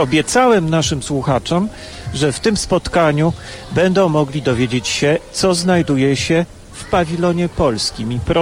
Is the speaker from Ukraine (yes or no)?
no; Karaganda, Karaganda Region, Kazakhstan; Ja jestem z Karagandy, tam mieszka wielu Polaków.